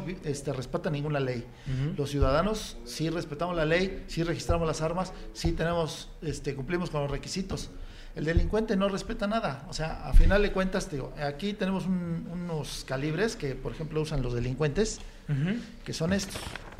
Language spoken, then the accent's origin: Spanish; Mexico; nosotros como mexicanos